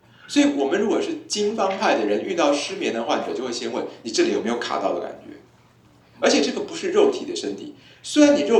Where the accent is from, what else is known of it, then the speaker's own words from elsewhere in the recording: Taiwan; 像我们台湾人喜欢用的一个标准版本的食谱叫做傅培梅食谱